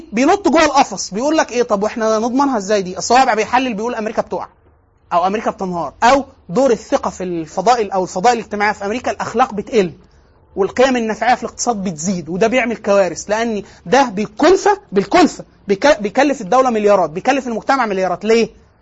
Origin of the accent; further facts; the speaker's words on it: Egypt; زي اللي عندنا في دمياط في مصر